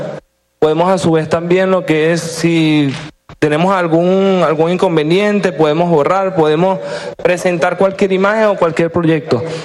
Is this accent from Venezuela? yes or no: yes; Caracas, Capital District, Venezuela; born there; nací aquí en Caracas.